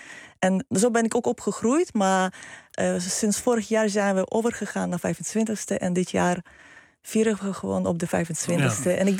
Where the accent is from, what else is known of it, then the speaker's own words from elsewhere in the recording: Lviv, Lviv Oblast, Ukraine; Dutch is a second language; now in Netherlands; En ik kom uit Lviv.